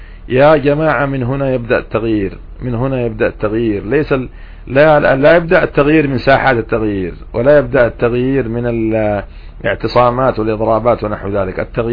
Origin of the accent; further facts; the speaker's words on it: Yemen; والله عندنا في اليمن، أنا أحكي لكم عما نعاني في اليمن